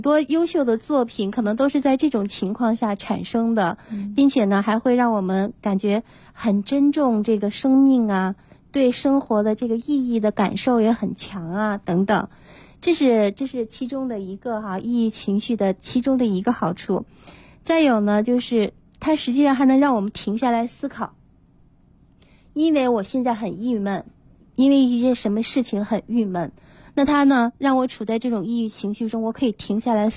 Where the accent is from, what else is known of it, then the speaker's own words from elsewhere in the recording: China; 我们中国人